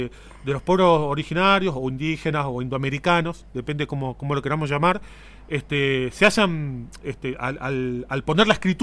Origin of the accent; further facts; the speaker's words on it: Buenos Aires, Argentina; born there; Yo nací en Buenos Aires, pero vengo escuchando folclore de chiquito.